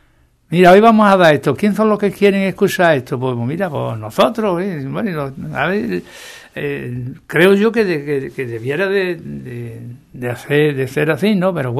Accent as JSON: {"language": "Spanish", "region": "Andalusia", "country": "Spain", "said": "Si somos andaluces, somos españoles"}